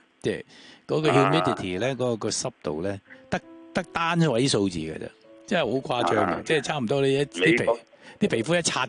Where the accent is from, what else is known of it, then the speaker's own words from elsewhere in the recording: China; 我哋中国人都系兴咁讲